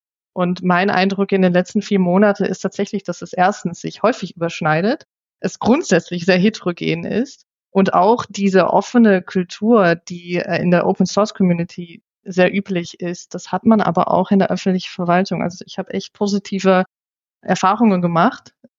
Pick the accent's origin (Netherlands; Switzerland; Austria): Netherlands; now in Germany; Also ich komme ja aus den Niederlanden und da wird grundsätzlich auch im Arbeitsumfeld eigentlich immer geduzt.